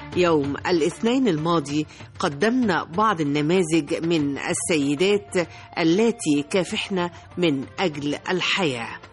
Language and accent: Arabic; Egypt; آملة في عودة هذه الروح التي نتميز بها كمصريين